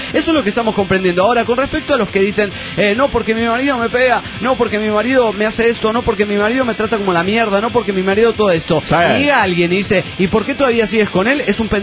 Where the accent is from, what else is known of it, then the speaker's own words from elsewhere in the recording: Mexico City, Mexico; del DF Mexicano